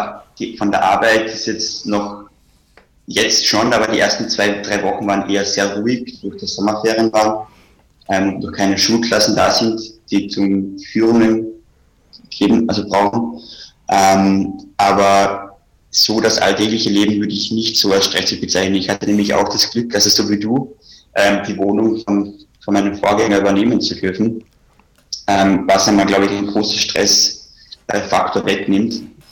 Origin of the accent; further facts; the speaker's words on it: Carinthia, Austria; moved away; also born or lived in Vienna; Also ich komme ursprünglich aus Kärnten und bin dann nach Wien gezogen.